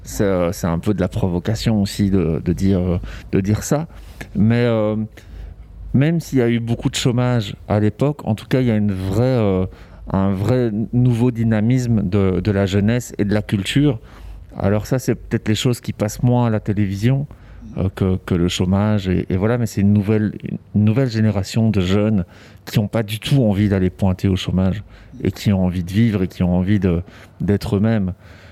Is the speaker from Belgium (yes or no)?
yes; Brussels, Brussels-Capital Region, Belgium; moi, je suis né à Bruxelles. Donc, j'ai vécu à Bruxelles toute mon enfance et adolescence. Et puis, c'est vrai qu'étant adulte, je suis parti à Charleroi parce qu'il y avait beaucoup de place pour la culture.